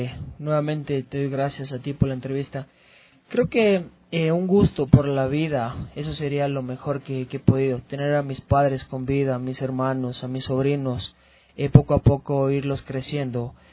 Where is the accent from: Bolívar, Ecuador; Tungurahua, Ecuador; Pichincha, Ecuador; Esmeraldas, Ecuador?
Pichincha, Ecuador; Quito; born there; now in San Gabriel, Ecuador; obviamente yo nací acá en Quito, pero siempre mis padres son de allá, entonces tengo el agrado de vivir en esa ciudad, por más pequeña que sea